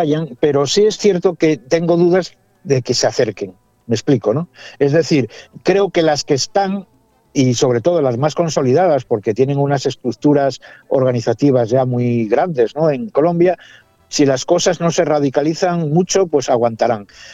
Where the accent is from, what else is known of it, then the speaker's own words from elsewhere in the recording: Spain; Yo soy español, como sabes, pero con nacionalidad colombiana ya desde hace 13 años, por adopción.